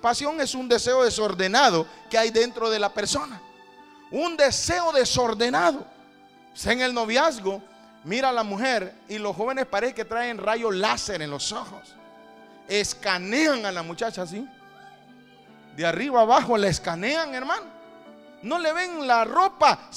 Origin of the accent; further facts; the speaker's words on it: Mexico; le hablo de México, porque la mayoría somos mexicanos